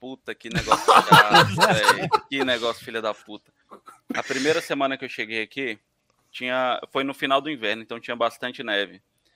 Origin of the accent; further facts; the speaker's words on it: Brazil; A gente é brasileiro, a gente dá jeitinho em tudo.